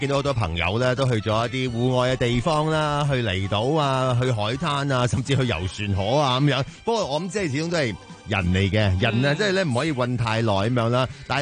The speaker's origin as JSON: {"language": "Cantonese", "region": "Guangdong", "country": "China", "said": "即係等於譬如我哋廣東人都好興㗎"}